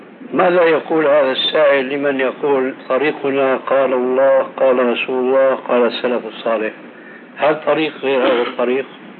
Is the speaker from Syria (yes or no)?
yes; Syria; كما هو الواقع في كثير من البلاد خاصة عندنا في سوريا